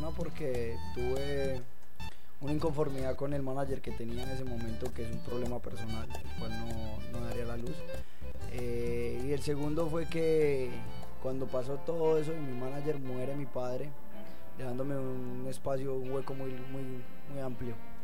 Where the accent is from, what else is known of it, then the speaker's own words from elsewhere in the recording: Marinilla, Antioquia, Colombia; also born or lived in San Pedro de los Milagros; tengo mucha familia en Marinilla, Antioquia, la mayoría de mi familia vive en Marinilla, pero yo no nací en Marinilla, nací en San Pedro de los Milagros, un pueblo también lechero y montañero.